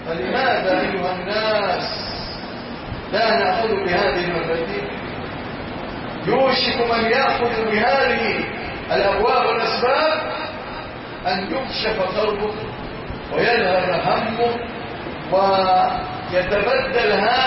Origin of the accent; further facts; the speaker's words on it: Egypt; اللهم اجعل بلادنا مصر أمنا أمانا سلاما رخاء